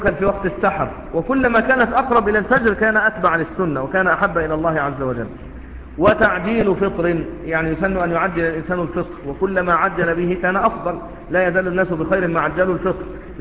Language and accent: Arabic; Egypt; شوف الرطب يباع عندنا في مصر أحيانا لكنه مش مشهور جدا